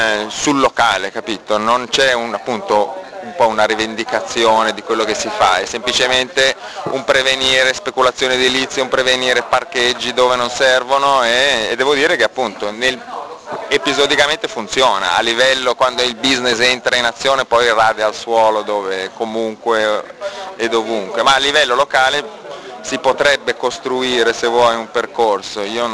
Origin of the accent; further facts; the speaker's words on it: Milan, Lombardy, Italy; Sono di Milano.